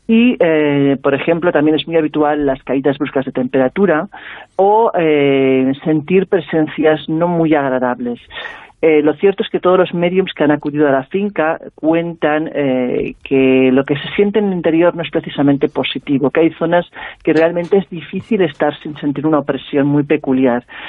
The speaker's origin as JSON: {"language": "Spanish", "region": "Catalonia", "country": "Spain", "tie": "born there", "said": "aunque soy catalana de nacimiento, soy sevillana de adopción, quizás porque lo llevo en la sangre, ¿no? Porque mi abuelo era sevillano"}